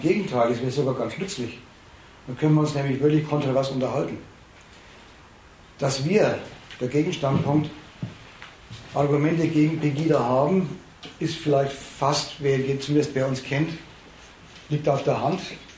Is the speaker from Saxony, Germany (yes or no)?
yes; Dresden, Saxony, Germany; ich rede als Dresdnerin, das kann man also auch leipzigerisch sagen und erfurterisch